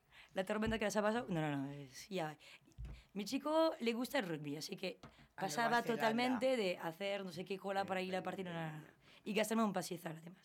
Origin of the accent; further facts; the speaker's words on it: Algorta, Basque Country, Spain; Van a mi pueblo, en Algorta